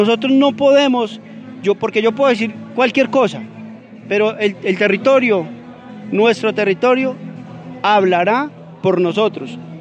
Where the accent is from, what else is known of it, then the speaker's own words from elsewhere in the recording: Briceño, Antioquia, Colombia; Hidroituango, la casa de máquinas, la que genera la energía, está en nuestro territorio, no está en Ituango, es de nosotros, es de Briceño.